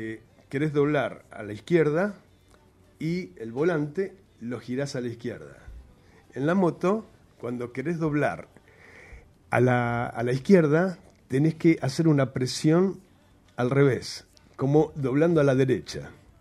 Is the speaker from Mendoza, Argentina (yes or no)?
no; Jujuy, Argentina; Soy jujeño, sí. Y nací ahí en esta provincia, en la Tacita de Plata.